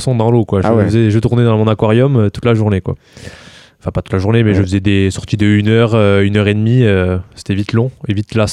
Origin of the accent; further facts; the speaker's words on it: Benquet, Nouvelle-Aquitaine, France; Un village et... à côté de Mont-de-Marsan, ouais, c'est ça.